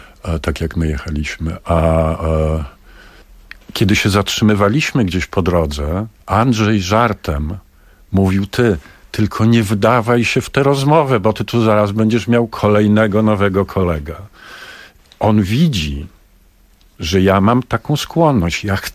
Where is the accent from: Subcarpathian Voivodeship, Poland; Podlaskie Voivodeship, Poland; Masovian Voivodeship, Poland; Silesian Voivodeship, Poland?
Masovian Voivodeship, Poland; Warsaw; bo my jesteśmy z pogranicza rzeczywistości, jakim jest i był Grochów. My jesteśmy z Grochowa.